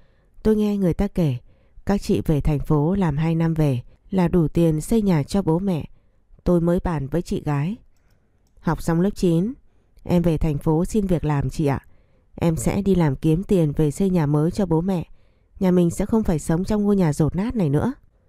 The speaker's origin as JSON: {"language": "Vietnamese", "region": "Cao Bằng", "country": "Vietnam", "tie": "born or raised there", "said": "Tôi sinh ra và lớn lên ở Cao Bằng. Bố mẹ tôi làm nông nên vất vả, và nhà tôi nghèo lắm."}